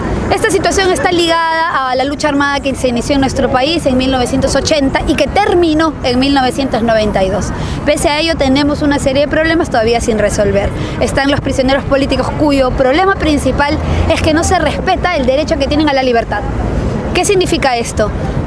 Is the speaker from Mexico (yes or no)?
no; Peru; Por ejemplo, en nuestro país ahorita enfrenta una desaceleración económica. Después de 20 años de neoliberalismo, el Perú ya no está creciendo como crecía